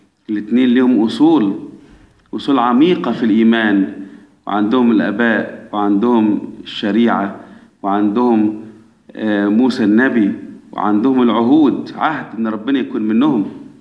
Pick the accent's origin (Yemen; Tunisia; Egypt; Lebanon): Egypt; احنا كمصريين أولاد مين من أحفاد نوح؟ أولاد مصرايم.